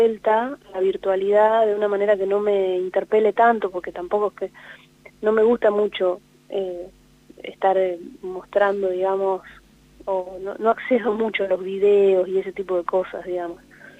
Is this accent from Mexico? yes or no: no; Gualeguaychú, Entre Ríos, Argentina; born there; Es el lugar donde nací, que es en Gualeguaychú. Es una ciudad que a mí me alimenta muchísimo la inspiración, porque bueno, porque ahí está mi familia y porque ahí también están las amistades más fuertes que tengo